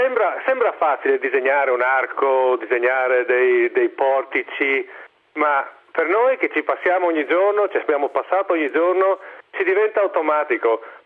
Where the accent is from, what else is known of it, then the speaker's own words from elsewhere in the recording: Friuli-Venezia Giulia, Italy; io sono nato in Friuli e cresciuto in Friuli